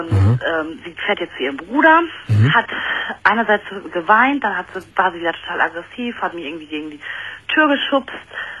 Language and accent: German; Dortmund, North Rhine-Westphalia, Germany; Wir gehen bei uns in Dortmund geht so eine Kneipe, die ist nur für Frauen.